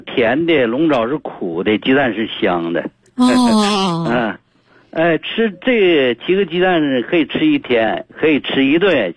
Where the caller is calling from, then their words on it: Daqing, Heilongjiang, China; 我是大庆的。